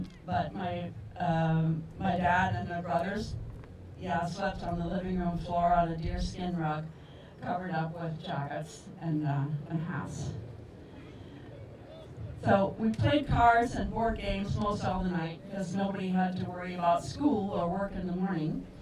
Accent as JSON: {"language": "English", "town": "Worthington", "region": "Minnesota", "country": "United States", "tie": "born or raised there", "said": "I grew up on the Great Plains, down between South Dakota and Iowa, in a town called Worthington, where my parents were teachers. Only 10,000 people."}